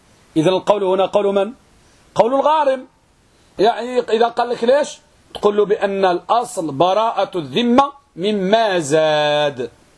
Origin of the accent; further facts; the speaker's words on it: Morocco; لأن يعتقد أن عندنا في المغرب وماشي غير في المغرب فقط يقول الغرامة حرام